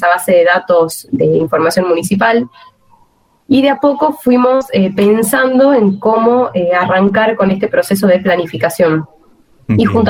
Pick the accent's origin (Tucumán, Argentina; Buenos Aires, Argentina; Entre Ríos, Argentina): Tucumán, Argentina; Profesora en geografía, recibida en la Universidad Nacional de Tucumán, soy tucumana.